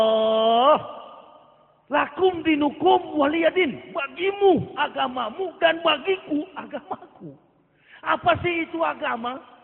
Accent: Manado, North Sulawesi, Indonesia; Saya orang Manado asli. Asli kapir, begitu.

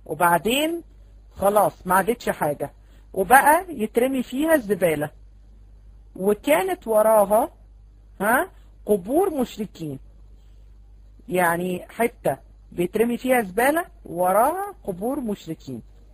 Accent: Egypt; احنا عندنا في مصر بنسميها خرابة.

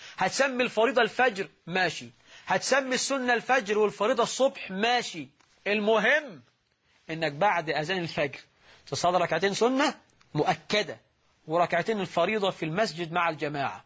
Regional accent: Egypt; واجعل بلدنا مصر رخاء سخاء، أمنا وأمانا

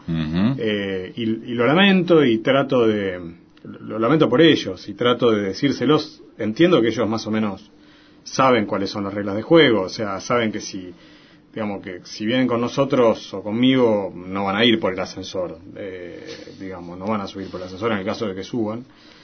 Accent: Santa Fe, Argentina; born there; Y yo nací en Santa Fe.

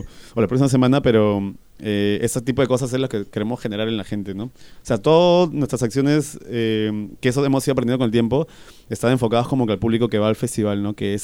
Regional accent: Lima, Peru; oye, soy de Lima, o sea, quiero hacer un festival y me encantaría que ustedes toquen en Perú.

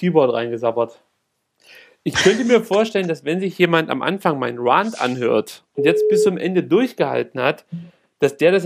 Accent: East Germany, Germany; Ich komme ja aus dem Unrechtsstaat, wir durften nie.

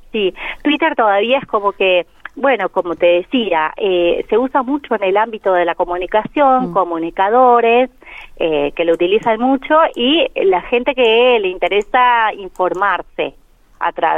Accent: Córdoba, Argentina; now in La Pampa, Argentina; yo soy de Córdoba, apenas me vine a vivir acá, empecé a trabajar con redes sociales y esto ya hace 10 años.

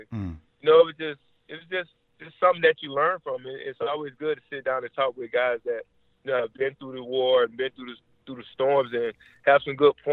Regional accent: Orlando, Florida, United States; Living in Orlando, I'm from Orlando.

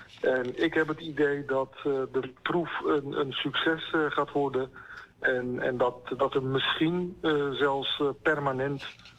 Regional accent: Rotterdam, South Holland, Netherlands; ik kende natuurlijk Drechtsteden vrij goed als Rotterdammer.

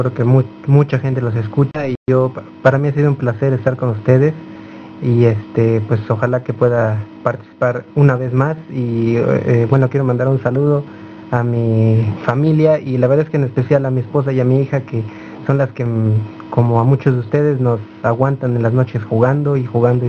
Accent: Mexico City, Mexico; Yo soy de México, Distrito Federal.

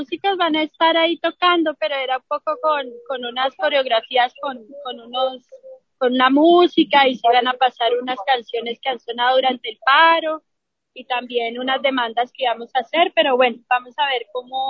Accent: Colombia; moved away; Yo en lo personal también salí por violencia, y muchas veces me planteo el volver a Colombia, pero una de las cosas que me retiene es la violencia de mi país

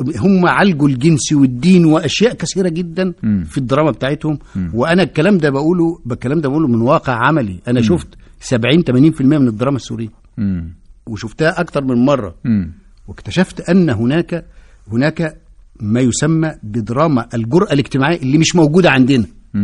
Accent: Egypt; الذي لم نحسه او نشعر به كمصريين

